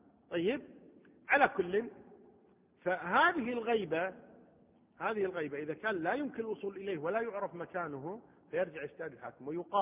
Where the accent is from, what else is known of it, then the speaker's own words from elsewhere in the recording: Kuwait; قضية الأسرى عندنا في الكويت ما كنا نعرف هذا الموضوع